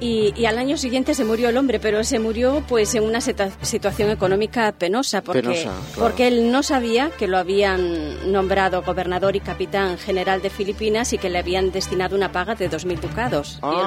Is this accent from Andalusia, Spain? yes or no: no; Ferrol, Galicia, Spain; Yo me acuerdo cuando era niña y en Ferrol